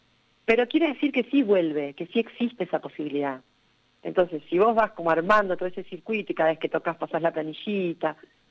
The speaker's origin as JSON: {"language": "Spanish", "town": "San Martín", "region": "Buenos Aires Province", "country": "Argentina", "said": "estamos entre medio del limbo entre que somos de San Martín y somos de la provincia"}